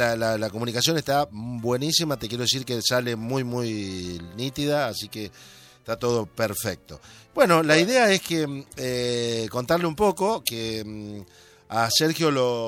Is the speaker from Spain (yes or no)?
no; Argentina; como somos los argentinos